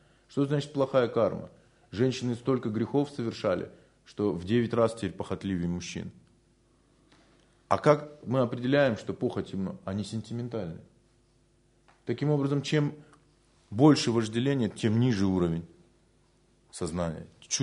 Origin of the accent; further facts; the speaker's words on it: Siberia, Russia; А мы, поскольку выросли в Сибири